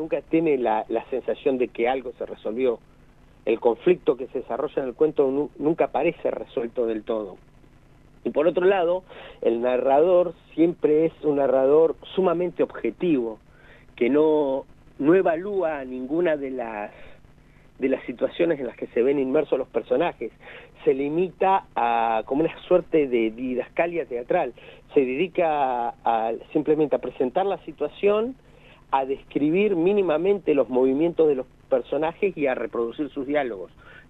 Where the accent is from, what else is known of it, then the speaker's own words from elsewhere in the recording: Argentina; hay un aspecto bastante oscuro para nuestra historia como argentinos